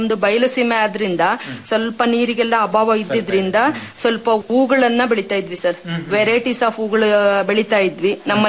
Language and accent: Kannada; Marulanahalli, Karnataka, India; ನಾನು ಮರುಳನಹಳ್ಳಿ ಕಡೂರು ತಾಲೂಕಿಂದ ಬಂದಿದ್ದೇನೆ.